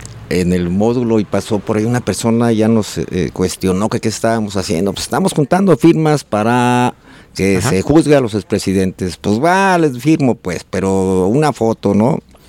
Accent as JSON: {"language": "Spanish", "country": "Mexico", "said": "lo hicimos de corazón, de buena gana, como mexicanos que somos"}